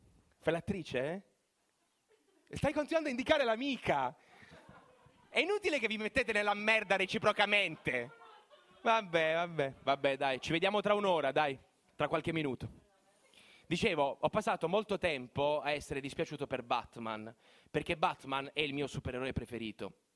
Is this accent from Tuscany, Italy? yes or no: no; Bari, Apulia, Italy; ogni volta che dico a un pugliese che sono di Bari